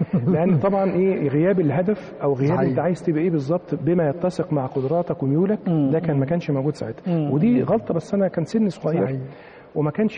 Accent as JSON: {"language": "Arabic", "town": "Mansoura", "region": "Dakahlia", "country": "Egypt", "tie": "born or raised there", "said": "أنا من مواليد المنصورة، وبعد كده أخذت الابتدائي في إحدى القرى المجاورة للمنصورة اللي هي منشأ العائلة."}